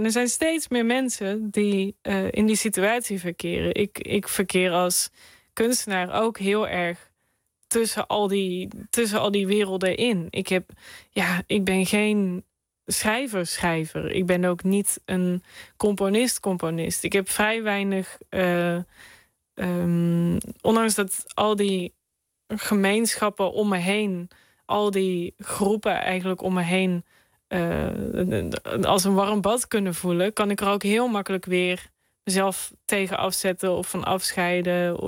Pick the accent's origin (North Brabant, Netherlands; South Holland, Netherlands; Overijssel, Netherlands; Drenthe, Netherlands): North Brabant, Netherlands; ik ben een Brabander in hart en nieren. En ja, sinds kort ook Belg, sinds een jaar.